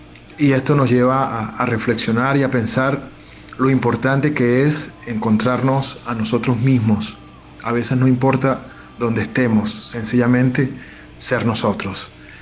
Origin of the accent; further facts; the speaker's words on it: Venezuela; sencillamente vivir como venezolanos, como una vez vivimos y éramos tan felices y no lo sabíamos